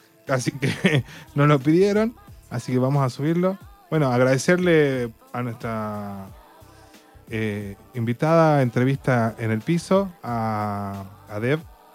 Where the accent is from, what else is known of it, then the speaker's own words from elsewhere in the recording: Argentina; si en Estados Unidos pasa algo con la neutralidad de la red, la perdemos como argentinos.